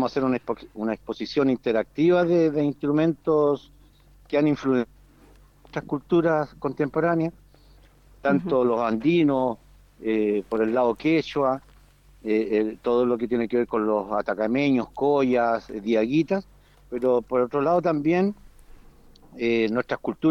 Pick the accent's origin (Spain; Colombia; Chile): Chile; Valparaíso; Venimos de la provincia de Petorca, de la región de Valparaíso, de Chile.